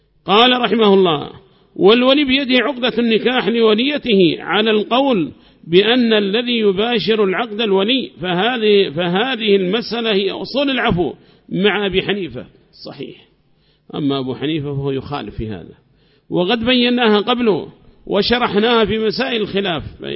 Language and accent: Arabic; Yemen; ما هي موجودة عندنا في اليمن هذه المراجع